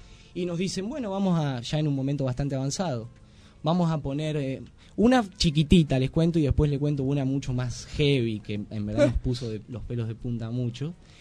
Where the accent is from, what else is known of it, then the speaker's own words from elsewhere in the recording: Buenos Aires, Argentina; la estigmatización con la cual vamos los argentinos y más los que venimos de Buenos Aires, ¿no?